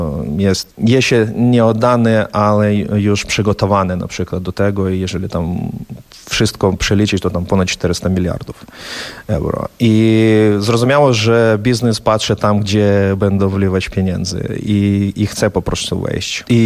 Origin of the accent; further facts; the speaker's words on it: Ukraine; Polish is a second language; Ja to nie popieram jako Ukrainiec i nie popieram jako płatnik podatków w Unii Europejskiej.